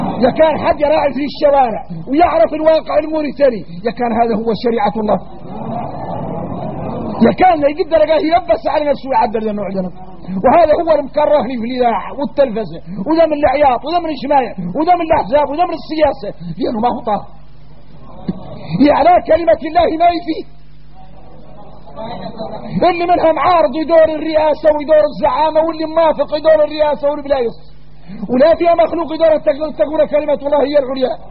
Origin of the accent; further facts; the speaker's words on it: Mauritania; احنا موريتاني من العاري ثم العار